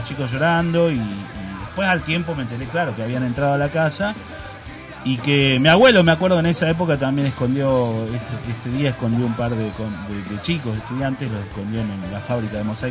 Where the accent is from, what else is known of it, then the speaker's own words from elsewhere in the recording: La Plata, Buenos Aires Province, Argentina; also born or lived in Hudson; yo vivía en La Plata. Yo nací en el 71, viví en La Plata hasta el 70 y... 78 creo que fue. El 77. En el 77 me mudé a Hudson.